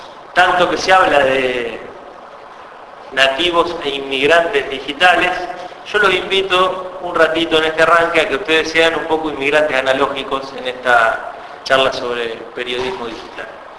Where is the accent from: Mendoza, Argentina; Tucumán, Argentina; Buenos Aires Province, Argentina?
Buenos Aires Province, Argentina; Colón; Yo soy oriundo de Colón, provincia de Buenos Aires.